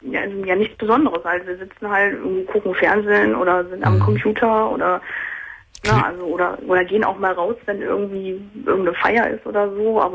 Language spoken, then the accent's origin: German; Wilhelmshaven, Lower Saxony, Germany; Ja, ich bin halt hierher gezogen. Ich komme ursprünglich aus Wilhelmshaven, also ein ganzes Stück weit weg.